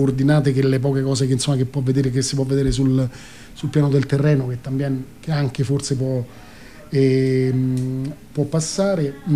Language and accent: Italian; Spain; E io, figurati, insomma, vengo dalla Spagna, dove hanno vissuto tantissimo di questa forma di sviluppo incontrollata, no?